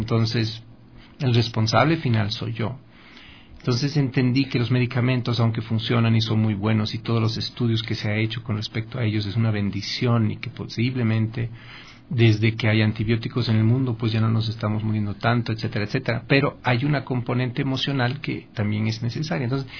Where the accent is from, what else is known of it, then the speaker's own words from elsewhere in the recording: Bolivia; now in Ecuador; Pero, ¿cómo soy boliviano? Somos Comunidad Andina de Naciones, es todo.